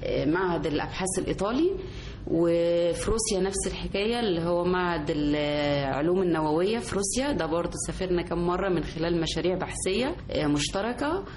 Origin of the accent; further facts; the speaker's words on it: Egypt; وأنا كأم مصرية يعني أنا زي أي أم مصرية